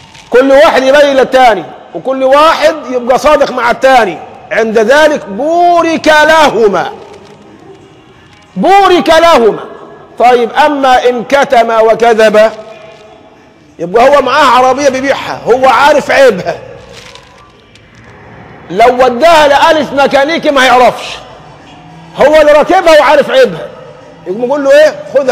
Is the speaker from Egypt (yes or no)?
yes; Egypt; حتى عندنا مثل كمصريين دمنا خفيف بنقول فيه الحلال بيعمل ايه؟